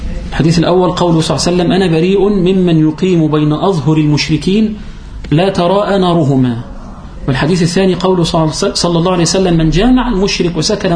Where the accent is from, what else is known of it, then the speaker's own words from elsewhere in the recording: Upper Egypt, Egypt; والجماعة في عندنا في الصعيد وفي القرى ونحو ذلك يقولون إيه؟